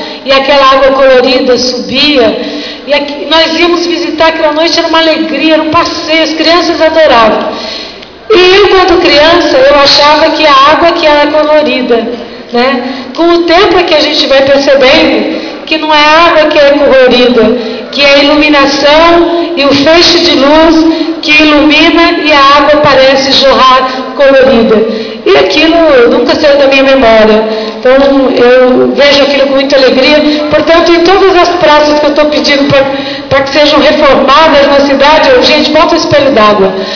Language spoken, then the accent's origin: Portuguese; Cubatão, São Paulo, Brazil; eu nasci Cubatão, sou filha de cubatenses, neta de cubatenses, bisneta de cubatenses, tataraneta de cubatenses. Minhas raízes aqui são profundas, eu amo essa cidade